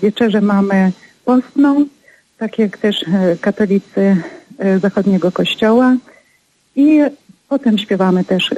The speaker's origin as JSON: {"language": "Polish", "region": "Zakarpattia Oblast", "country": "Ukraine", "moved": "yes", "lives_now": "Poland", "said": "bo ja pochodzę z Zakarpacia. I oczywiście śpiewamy węgierskie kolędy. A ponieważ dzisiaj mieszkam już w sumie od 25 lat mieszkam w Polsce"}